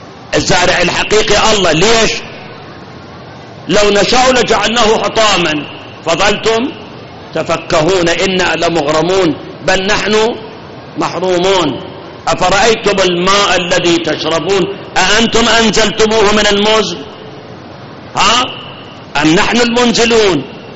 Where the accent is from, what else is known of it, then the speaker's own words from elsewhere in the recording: Iraq; الآن عندنا بالعراق آبار نفط